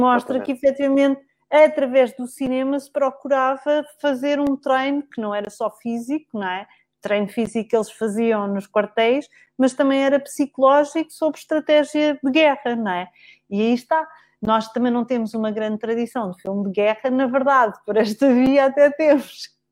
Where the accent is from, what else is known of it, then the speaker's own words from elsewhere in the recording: Alentejo, Portugal; eu sou alentejana